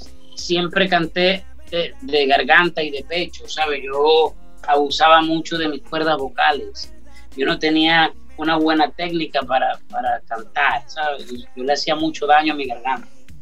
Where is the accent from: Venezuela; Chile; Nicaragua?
Venezuela; Entonces me aboqué a la labor social en mi país, Venezuela